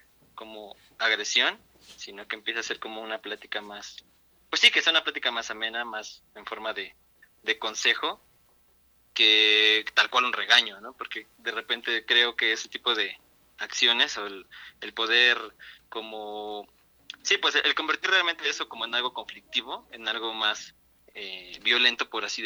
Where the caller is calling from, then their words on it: Atlautla, State of Mexico, Mexico; De Atlautla.